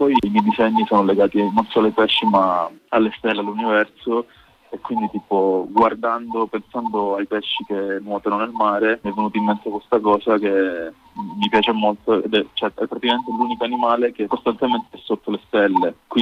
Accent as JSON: {"language": "Italian", "town": "Catanzaro", "region": "Calabria", "country": "Italy", "tie": "born or raised there", "said": "io sono originario di Catanzaro"}